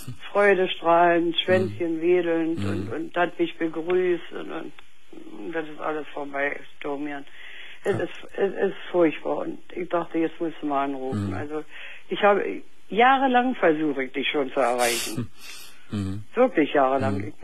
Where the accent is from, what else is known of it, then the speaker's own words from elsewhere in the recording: Berlin, Germany; Ich komme aus Berlin, ich habe einen Russeneinmarsch mitgemacht